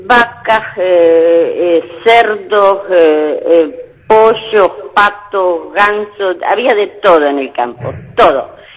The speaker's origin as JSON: {"language": "Spanish", "town": "Pedro Luro", "region": "Buenos Aires Province", "country": "Argentina", "tie": "born or raised there", "said": "No, no, nosotros somos de Pedro Luro."}